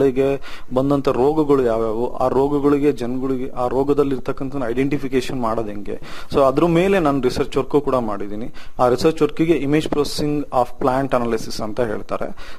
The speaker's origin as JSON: {"language": "Kannada", "town": "Anaveri", "region": "Karnataka", "country": "India", "tie": "born or raised there", "said": "ನನ್ನ ಸ್ವಂತ ಊರು ಬಂದು ಆನವೇರಿ, ಭದ್ರಾವತಿ ತಾಲೂಕು, ಶಿವಮೊಗ್ಗ ಡಿಸ್ಟಿಕ್. ನಮ್ಮ ತಂದೆ ತಾಯಿ ಹಾಗೂ ಪೂರ್ವಜರು ಎಲ್ಲರೂ ಕೂಡ ವ್ಯವಸಾಯದಲ್ಲೇ ಇದ್ದಾರೆ."}